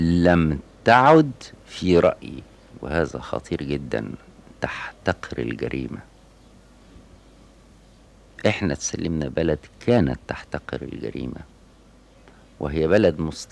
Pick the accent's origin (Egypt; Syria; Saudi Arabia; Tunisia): Egypt; Faiyum, Faiyum Governorate; كان فيها القاضي في مدينتي الفيوم إذا مر في الشارع سكتت القهوة